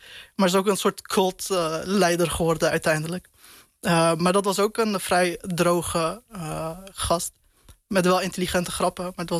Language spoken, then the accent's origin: Dutch; Turkey; uiteindelijk een Turk... en je wordt daar af en toe aan herinnerd